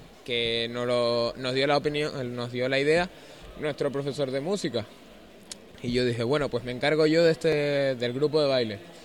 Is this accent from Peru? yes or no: no; Canary Islands, Spain; Pues hay gente aquí, no solo somos de aquí, de Canarias, hay extranjeros también.